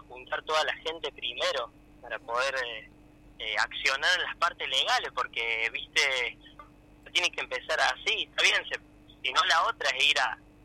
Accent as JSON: {"language": "Spanish", "town": "Cosquín", "region": "Córdoba", "country": "Argentina", "tie": "born or raised there", "said": "yo soy acá de Cosquín, de mi familia nació acá, yo nací acá."}